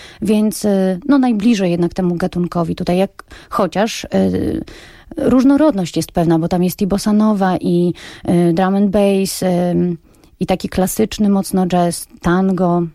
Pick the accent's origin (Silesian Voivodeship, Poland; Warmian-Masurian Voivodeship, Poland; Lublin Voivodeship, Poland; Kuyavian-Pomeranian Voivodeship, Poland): Warmian-Masurian Voivodeship, Poland; Reszel; now in Gdynia, Poland; z Warmii i Mazur, z miasta Reszel. Urokliwe, piękne warmińskie miasteczko.